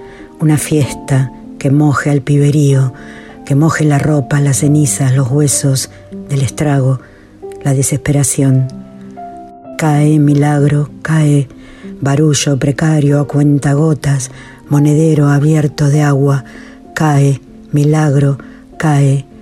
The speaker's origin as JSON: {"language": "Spanish", "region": "Patagonia", "country": "Argentina", "said": "Soy poeta patagónica."}